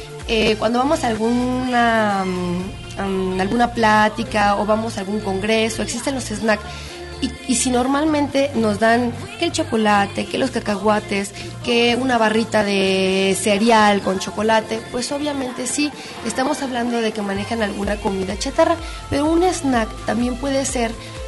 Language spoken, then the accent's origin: Spanish; Mexico; Porque como mexicanos, pues es un rasgo gastronómico que no puede faltar en nuestra mesa.